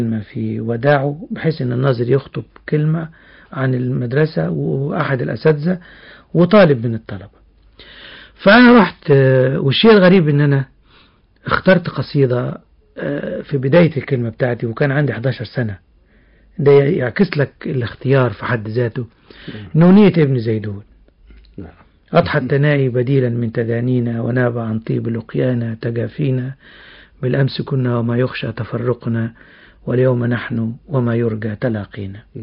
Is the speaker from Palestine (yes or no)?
no; Beheira, Egypt; also born or lived in Kafr el-Sheikh Governorate; أنا ولدت في محافظة كفر الشيخ في 10 فبراير 1945، وبعد عام واحد من ولادتي انتقلت الأسرة إلى محافظة البحيرة. أصل الأسرة كان من محافظة البحيرة